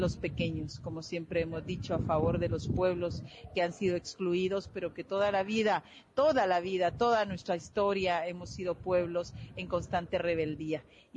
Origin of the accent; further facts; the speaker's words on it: Guatemala; Soy guatemalteca